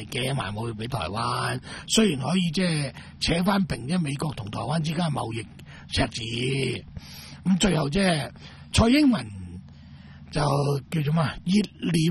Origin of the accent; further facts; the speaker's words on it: Macau; 不如我鼓励我哋澳门人或者中国人去单买。